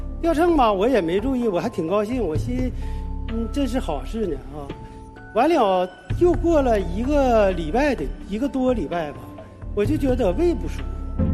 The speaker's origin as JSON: {"language": "Chinese", "region": "Northeast China", "country": "China", "tie": "born or raised there", "said": "我老家在东北，家里人一商量说回东北去检查去吧"}